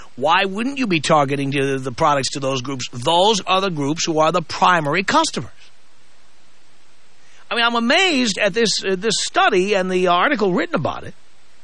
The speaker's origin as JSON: {"language": "English", "town": "New York City", "region": "New York", "country": "United States", "tie": "born or raised there", "said": "Well, can I tell you why that is? I grew up in the South Bronx."}